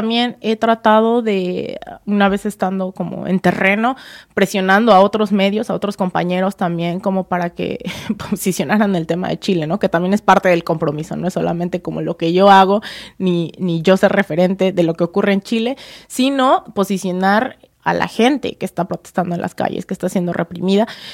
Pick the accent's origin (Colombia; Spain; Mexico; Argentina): Mexico; como mexicana, todo el tiempo también trato de apuntar hacia a dónde podemos ir como sociedad mexicana